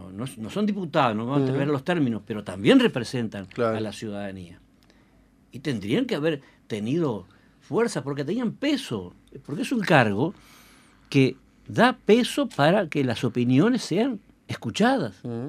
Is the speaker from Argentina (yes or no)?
no; Uruguay; Porque somos uruguayos, nos da vergüenza.